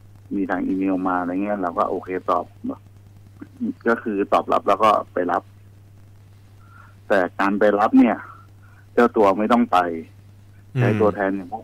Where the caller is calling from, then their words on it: Chonburi, Thailand; ชลบุรีครับ